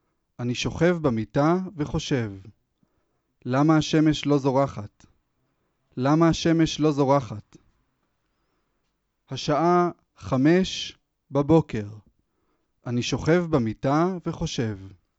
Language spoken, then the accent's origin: Hebrew; Jerusalem, Jerusalem District, Israel; born there; להיות פה, בירושלים, גם עיר הולדתי